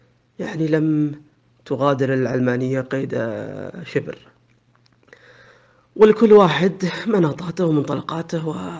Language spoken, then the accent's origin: Arabic; Saudi Arabia; إذن موقفي أنا كسعودي من تركيا هو نفس موقفي من إيران